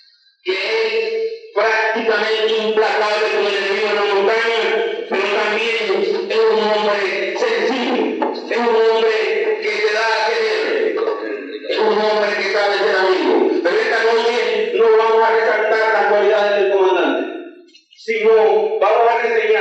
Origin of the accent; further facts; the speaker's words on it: Nicaragua; les decimos nosotros como nicaragüenses, estamos en la misma lucha